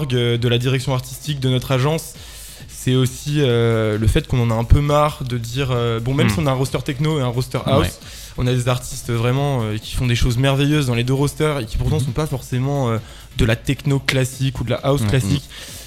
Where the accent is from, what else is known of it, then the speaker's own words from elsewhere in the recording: Auvergne-Rhône-Alpes, France; moi je viens de Haute-Savoie, donc j'ai commencé en fait à créer une association en Haute-Savoie